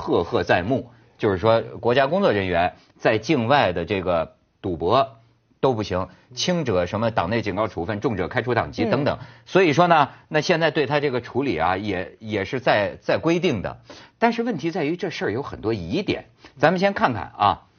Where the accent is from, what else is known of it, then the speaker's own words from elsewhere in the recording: China; 我作为一个中国人呢，我也得到很多学习